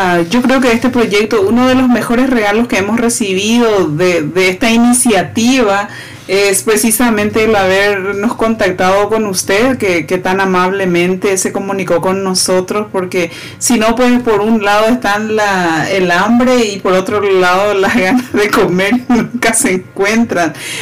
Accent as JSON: {"language": "Spanish", "country": "Paraguay", "said": "pero somos unos paraguayos con muchas ganas de mostrar quiénes somos al resto del mundo."}